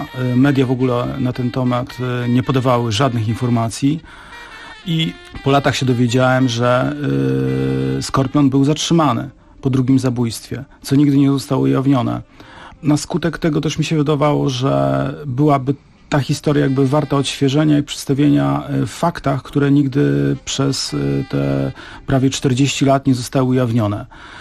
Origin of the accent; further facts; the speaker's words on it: Gdynia, Pomeranian Voivodeship, Poland; bo ja jestem z Trójmiasta. Wychowywałem się w Gdyni